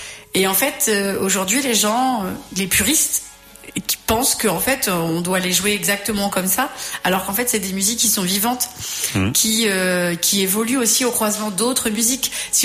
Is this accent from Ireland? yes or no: yes; Ireland; Moi, je viens d'Irlande et je fais comme ça.